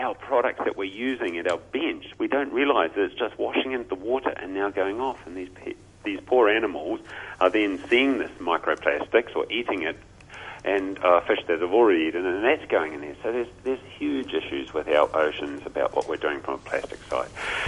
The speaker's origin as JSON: {"language": "English", "country": "New Zealand", "said": "You know, as a Kiwi"}